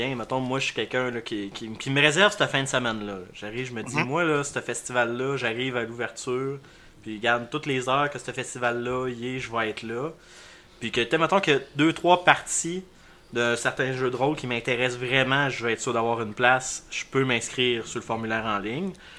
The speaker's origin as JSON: {"language": "French", "town": "Lévis", "region": "Quebec", "country": "Canada", "said": "moi, je viens de Lévis, puis à Lévis, il n'est pas connu."}